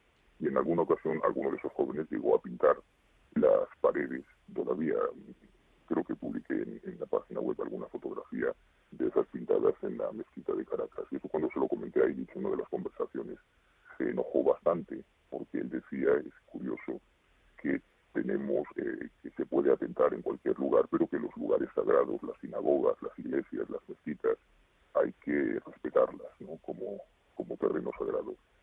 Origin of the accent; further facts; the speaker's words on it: Spain; Lógicamente, yo soy español